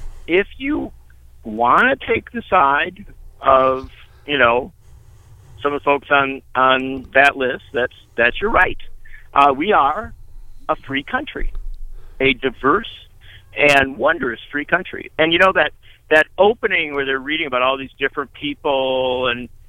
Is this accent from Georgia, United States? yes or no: no; Wisconsin, United States; that was what I was taught growing up in Wisconsin.